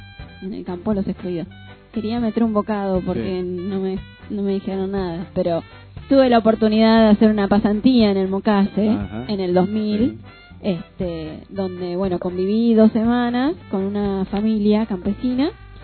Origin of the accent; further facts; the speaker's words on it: Entre Ríos, Argentina; desplazó la ganadería, por ejemplo en Entre Ríos, de donde vengo.